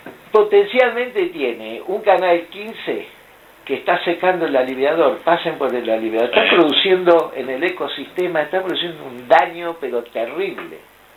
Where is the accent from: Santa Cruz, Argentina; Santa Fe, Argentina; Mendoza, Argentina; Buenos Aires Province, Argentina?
Buenos Aires Province, Argentina; Verónica; Cuando pasaba de Verónica, yo soy de Verónica.